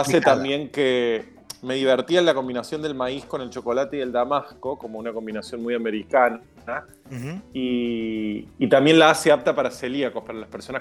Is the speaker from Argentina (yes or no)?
yes; Córdoba, Argentina; now in Buenos Aires, Argentina; El primero relacionado con las raíces en Córdoba, porque uh-huh. como mencionabas recién, soy cordobés. El segundo más que nada con la llegada a Buenos Aires